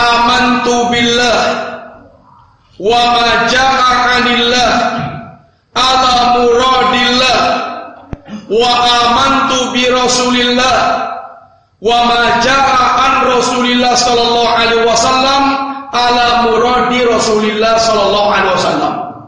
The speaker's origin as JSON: {"language": "Indonesian", "region": "Java", "country": "Indonesia", "said": "Kita orang Jawa yang ambil yang cocok-cocok saja, yang dengan selera Jawa, yang gak cocok dengan Jawa gak usah diambil."}